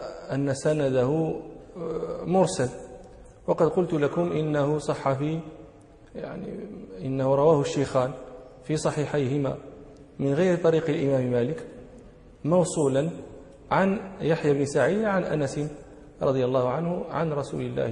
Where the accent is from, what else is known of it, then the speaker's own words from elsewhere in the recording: Morocco; من أمثلة ذلك عندنا في المغرب الجبال المنسوب إليهم يقولون فيه جبلي